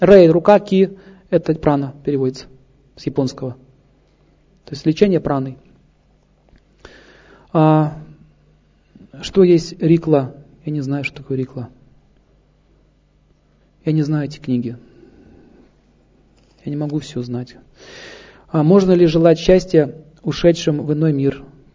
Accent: Saint Petersburg, Russia; born there; Родился в Петербурге.

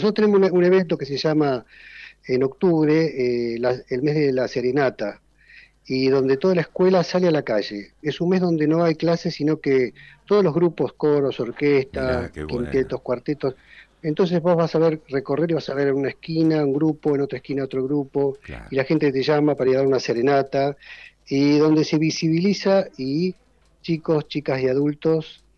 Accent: Buenos Aires, Argentina; now in Salto, Argentina; soy de Buenos Aires, caí acá en Salto

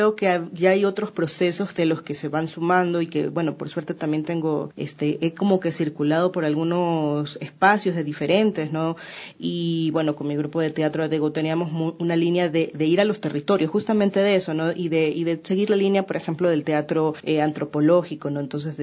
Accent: Guayaquil, Guayas, Ecuador; born there; yo nací en Guayaquil, más o menos

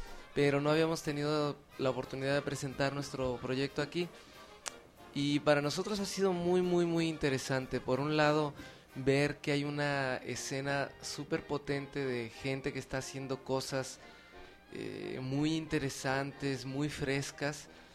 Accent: Mexico; yo soy mexicano

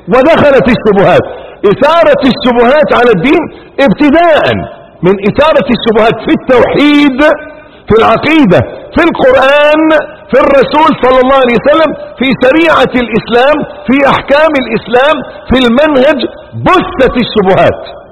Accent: Egypt; ولعل من لا يعرف سر هذا الاسم، ان عندنا في مصر

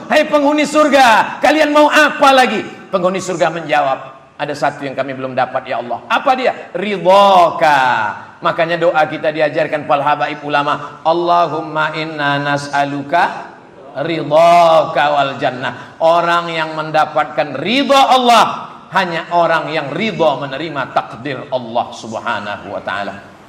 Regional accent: Riau, Indonesia; Saya dari Riau.

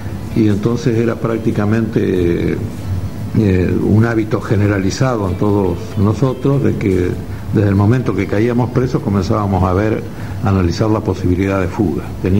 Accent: San Nicolás, Buenos Aires Province, Argentina; que era como a mí me decían en mi pueblo, en San Nicolás, en mi ciudad

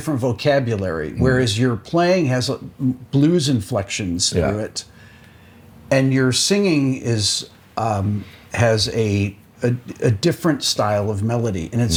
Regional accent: Rochester, New York, United States; I interviewed Steve last year, and we're both from Rochester, New York, originally.

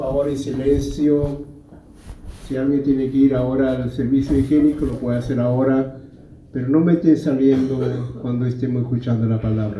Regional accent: Santiago, Santiago Metropolitan, Chile; born there; les hablo un pincoyano. Yo nací aquí en La Pincoya.

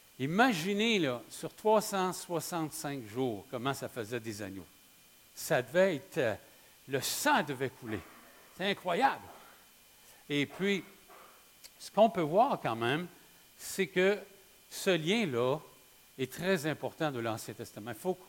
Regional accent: Quebec, Canada; pour nous, en tant que Québécois, ça n'a pas de sens nécessairement

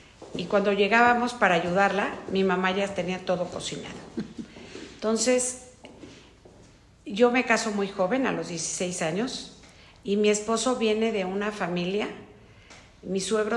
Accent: Mexico City, Mexico; born there; casada con … Nací en la Ciudad de México el 31 de enero de 1960.

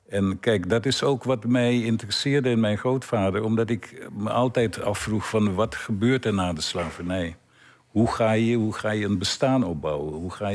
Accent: Curaçao; Ik kom uit Curaçao

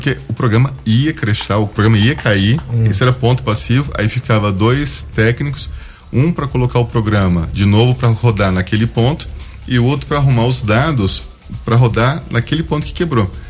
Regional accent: Ilha Solteira, São Paulo, Brazil; born there; also born or lived in Rio de Janeiro / Goiás; eu nasci em Ilha Solteira, interior de São Paulo, mas eu morei no Rio de Janeiro, eu morei na Praia de Itaorna, morei em Goiás, em Tumbiara, Caldas Novas, Brasília, Goiânia.

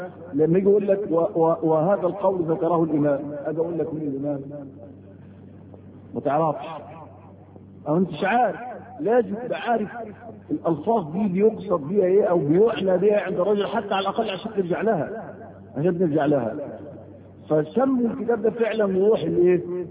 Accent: Egypt; زي عندنا في مصر في القضايا الشرعيه كلها

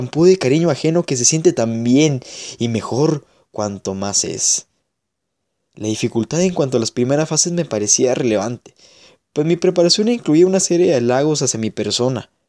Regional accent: Mexico; si yo paso por su estatua todos los días en aquella glorieta, genéticamente estaba dentro de mí toda la información que como buen mexicano debía conocer al respecto.

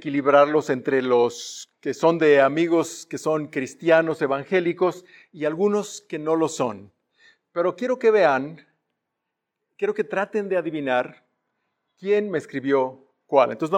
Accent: Mexico; como mexicanos, obviamente, nos extendemos seguramente hasta el 2 de febrero cuando celebramos el Día de la Candelaria

